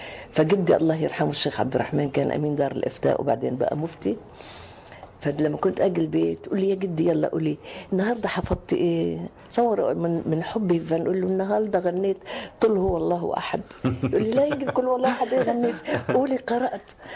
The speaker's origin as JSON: {"language": "Arabic", "country": "Lebanon", "said": "أنا لبنانية أساسا، بس أنا بحب مصر أكتر من أي بلد في العالم."}